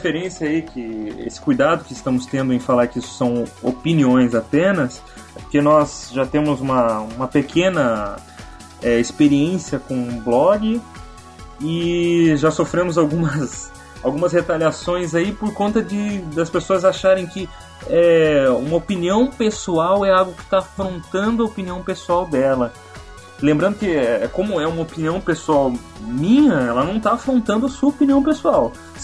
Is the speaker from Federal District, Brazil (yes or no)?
no; Curitiba, Paraná, Brazil; sou de Curitiba, sou DJ e várias outras coisas que você vai saber conforme o decorrer do programa